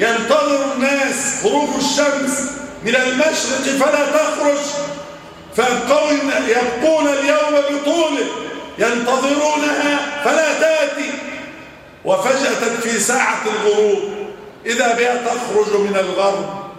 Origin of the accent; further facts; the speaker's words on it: Egypt; اللهم احفظ بلدنا مصر وسائر بلاد